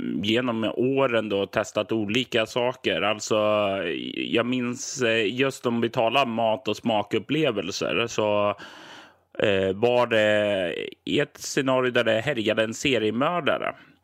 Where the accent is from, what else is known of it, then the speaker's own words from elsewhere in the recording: Sweden; Jag är ju som svensk och uppväxt på 80-90-talet